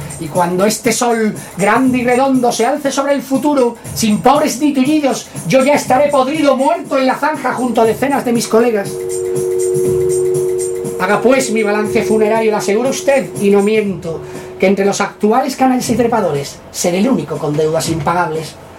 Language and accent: Spanish; Seville, Andalusia, Spain; como somos muy sevillanos y muy, muy barrocos